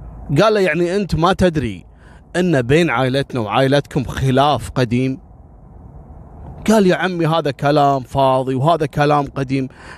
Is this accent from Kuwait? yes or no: yes; Kuwait; أنا في قصة صارت عندنا في الكويت في بداية التسعينات